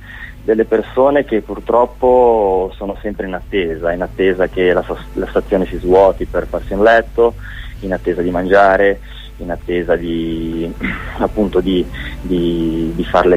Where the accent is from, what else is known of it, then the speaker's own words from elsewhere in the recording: Genoa, Liguria, Italy; l'abbiamo girata a Genova perché siamo di Genova.